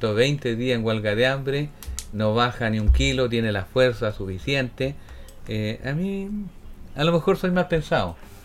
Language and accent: Spanish; Chile; Porque lo dije antes, somos todos chilenos.